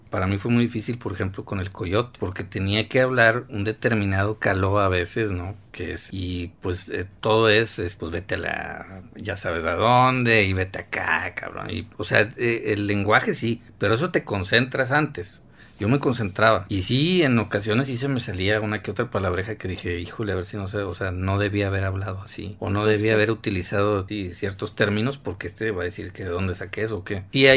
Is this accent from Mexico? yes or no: yes; Monterrey, Nuevo León, Mexico; Y yo, pues soy de Monterrey.